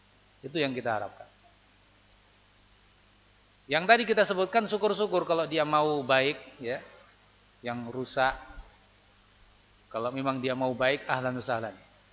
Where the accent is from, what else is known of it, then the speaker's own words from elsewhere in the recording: Temanggung, Central Java, Indonesia; saya dari Temanggung enggak tahu kondisi sini. Tapi sama, di Temanggung juga begitu.